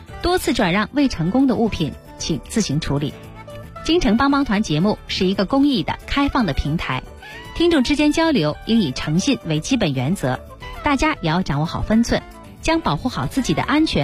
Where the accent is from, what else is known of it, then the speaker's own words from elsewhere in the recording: Beijing, China; 这个可以解决咱们北京人出游的问题，是吧？